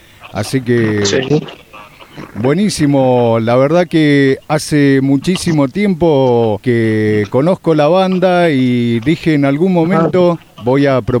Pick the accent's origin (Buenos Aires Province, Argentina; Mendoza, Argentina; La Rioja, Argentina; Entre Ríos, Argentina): Entre Ríos, Argentina; Colón; born there; yo te comentaba que soy nacido en Entre Ríos y me falta conocer Corrientes, Misiones, Formosa, Chaco